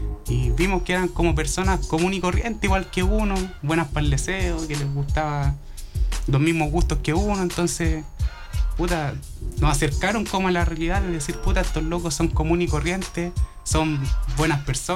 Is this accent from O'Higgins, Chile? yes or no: no; Santiago Metropolitan Region, Chile; Sí, mira, claro, mirada rara por decir que uno es de Los Espejos.